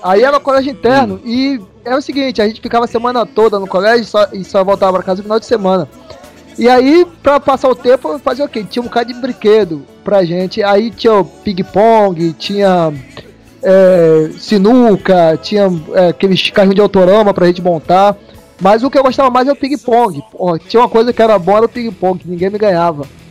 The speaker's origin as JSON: {"language": "Portuguese", "region": "Rio de Janeiro", "country": "Brazil", "tie": "born or raised there", "said": "É porque assim, porque eu fui criado no Rio de Janeiro"}